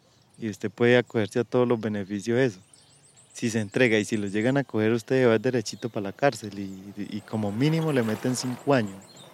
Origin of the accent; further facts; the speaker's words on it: Caquetá, Colombia; also born or lived in Tolima; yo me siento caqueteño en donde vaya. A pesar de que yo no fui nacido en el Caquetá, yo nací por ahí en el Tolima. Pues eso es lo que dicen mis papás, que yo estaba de brazos cuando ellos se fueron para el Caquetá.